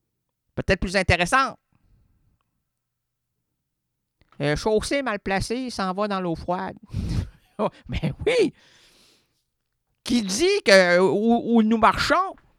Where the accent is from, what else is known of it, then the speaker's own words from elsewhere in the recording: Quebec, Canada; Je suis un Québécois, puis je comprends pas ce qu'il se dit.